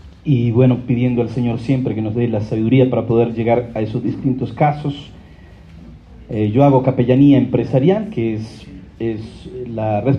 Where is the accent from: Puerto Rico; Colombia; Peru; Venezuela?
Colombia; now in Asunción, Paraguay; Es una alegría para mí estar en Bogotá, en mi país, Colombia. Hacía 3 años y medio que no podía venir. Estamos viviendo con mi familia allí en Asunción del Paraguay. Hace 13 años estamos radicados allí con mi esposa, ella también es colombiana, Claudia.